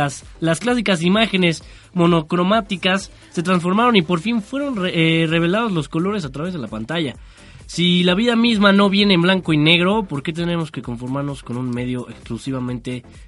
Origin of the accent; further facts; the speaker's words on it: Mexico; como buen mexicano te digo que consiguió sus piezas faltantes en Tepito